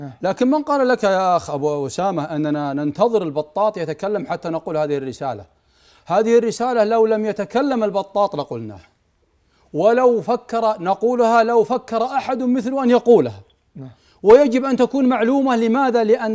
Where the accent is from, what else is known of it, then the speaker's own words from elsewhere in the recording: Saudi Arabia; لما يعني الدولة عندنا في السعودية والمجتمع يمسكون أبنائهم لئلا يذهبوا إلى العراق